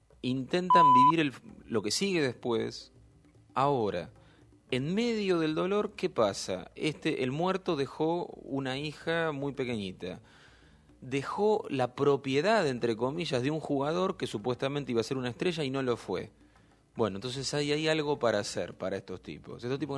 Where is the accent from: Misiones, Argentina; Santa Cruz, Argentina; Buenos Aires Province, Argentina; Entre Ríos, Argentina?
Buenos Aires Province, Argentina; Castelar; also born or lived in Ituzaingó; Me crié en el conurbano, nací en Castelar, viví en Castelar y Ituzaingó, en el oeste del Gran Buenos Aires, sigo viviendo ahí.